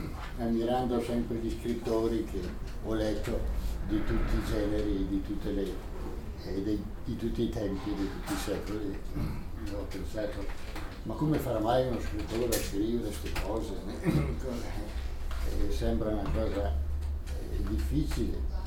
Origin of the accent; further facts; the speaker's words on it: Bolzano, Trentino-Alto Adige, Italy; born there; E sono nato a Bolzano